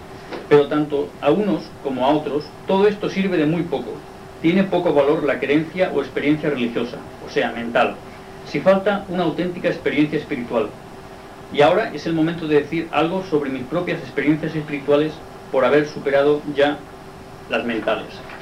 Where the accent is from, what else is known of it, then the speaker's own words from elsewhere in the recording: Inca, Balearic Islands, Spain; Soy un obrero yesero ya jubilado. Soy mallorquín, nacido en el pueblo de Inca, en el año 1918. Tengo pues ahora 76 años de edad. Soy descendiente de los primeros israelitas cristianos que llegaron a Mallorca